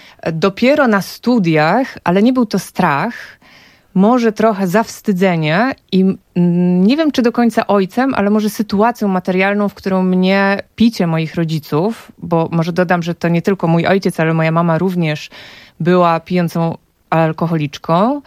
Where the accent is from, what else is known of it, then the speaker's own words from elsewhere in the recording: Warsaw, Masovian Voivodeship, Poland; W latach 90. moje dzieciństwo, ja nie znałam Warszawy, ja znałam swoje osiedle. Ja znałam blok i bloki okoliczne